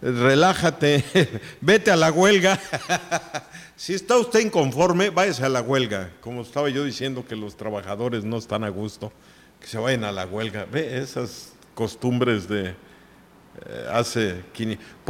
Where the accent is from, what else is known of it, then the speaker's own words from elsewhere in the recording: Oaxaca, Mexico; pues sí, pues soy oaxaqueño